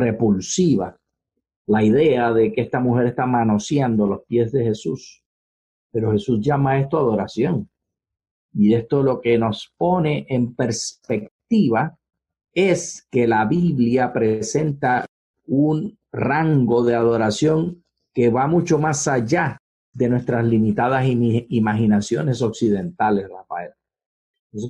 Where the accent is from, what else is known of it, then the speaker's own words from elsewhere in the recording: Puerto Rico; acuérdate que soy puertorriqueño.